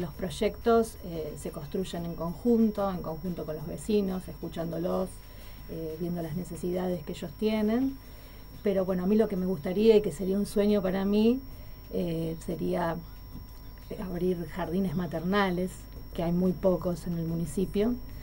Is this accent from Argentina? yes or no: yes; José Mármol, Buenos Aires Province, Argentina; now in Adrogué, Argentina; Yo crecí en José Mármol, actualmente vivo en Adrogué